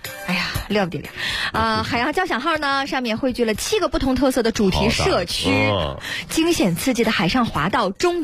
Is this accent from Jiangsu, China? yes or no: yes; Shushan, Jiangsu, China; 我的家乡在美丽的树山。